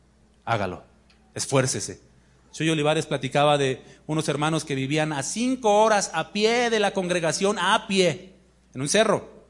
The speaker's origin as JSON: {"language": "Spanish", "region": "Mexico City", "country": "Mexico", "said": "Yo vengo de la Ciudad de México."}